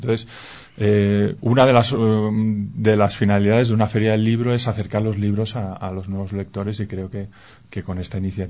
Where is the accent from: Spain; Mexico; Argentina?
Spain; yo vengo de España y a veces estamos muy enfocados hacia la cultura europea